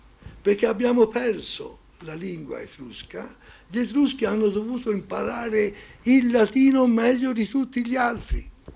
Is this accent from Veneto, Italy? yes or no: no; Florence, Tuscany, Italy; accent: Tuscan; Io sono fiorentino e il toscano, lo si capisce subito che sono fiorentino e toscano